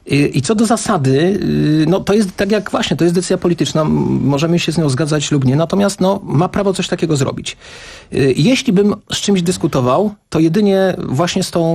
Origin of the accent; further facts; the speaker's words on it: Kraków, Lesser Poland, Poland; Ja jestem z Krakowa, ja się zastanawiam.